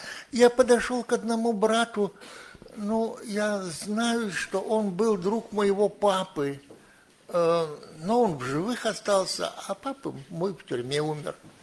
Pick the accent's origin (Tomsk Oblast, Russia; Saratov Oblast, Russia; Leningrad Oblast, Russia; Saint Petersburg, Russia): Saint Petersburg, Russia; Ну, я вырос в Ленинграде